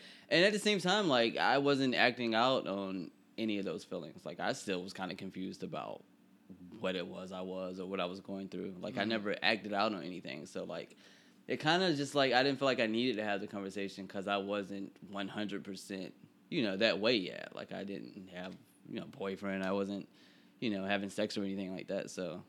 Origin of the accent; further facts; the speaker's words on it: Bible Belt, United States; I mean I grew up in the Bible Belt, so yeah